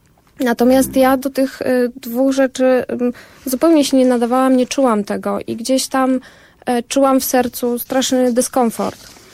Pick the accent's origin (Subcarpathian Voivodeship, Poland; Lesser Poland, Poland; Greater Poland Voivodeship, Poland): Lesser Poland, Poland; Zakopane; ja pochodzę z Zakopanego, małej miejscowości